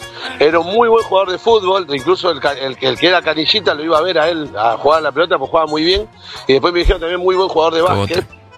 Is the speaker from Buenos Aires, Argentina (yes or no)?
yes; Mataderos, Buenos Aires, Argentina; No, yo soy de Mataderos